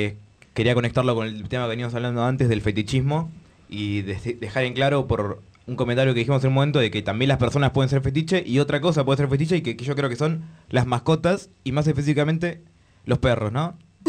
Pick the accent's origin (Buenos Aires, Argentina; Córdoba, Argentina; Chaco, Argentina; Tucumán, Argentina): Buenos Aires, Argentina; Mataderos; Y me gusta decir que soy de Mataderos porque suena más hardcore.